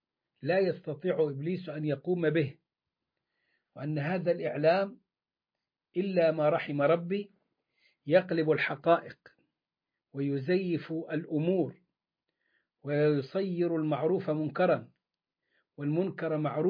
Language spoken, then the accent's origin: Arabic; Upper Egypt, Egypt; يعني هو زي ما بيقولوا عندنا في الصعيد تفوا في بق بعض